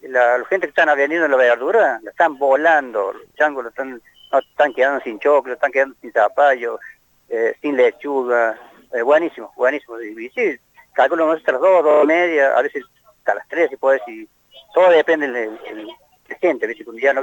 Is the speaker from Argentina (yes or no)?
yes; Las Oscuras, Córdoba, Argentina; gente de Las Oscuras, donde soy yo